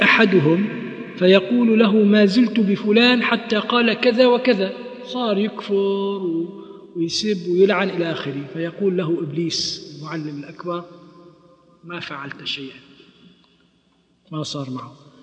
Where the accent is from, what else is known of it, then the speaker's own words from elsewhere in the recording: Kuwait; مثل ما عندنا في الكويت مثل